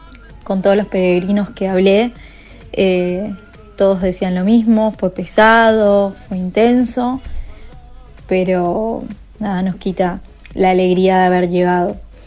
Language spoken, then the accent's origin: Spanish; Wilde, Buenos Aires Province, Argentina; Soy acá de Wilde.